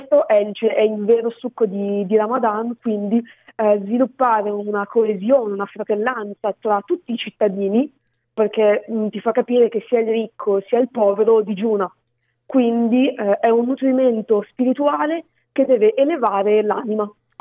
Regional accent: Milan, Lombardy, Italy; now in Reggio Emilia, Italy; Sono milanese d'origine, ma mi sono trasferita a Reggio Emilia.

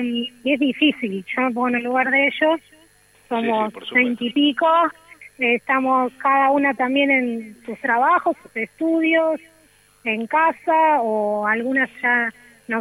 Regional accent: San Vicente, Buenos Aires Province, Argentina; me volví a vivir a San Vicente, pues yo soy de San Vicente.

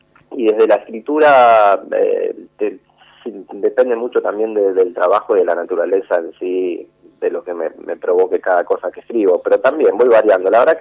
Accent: Villa Carlos Paz, Córdoba, Argentina; yo soy de Córdoba, de Carlos Paz, a mis 18 años

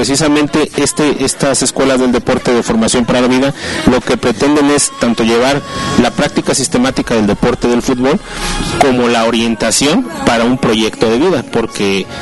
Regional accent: Monclova, Coahuila, Mexico; now in Irapuato, Mexico; yo soy ingeniero de Monclova, Coahuila, y tengo 23 años viviendo aquí en Irapuato.

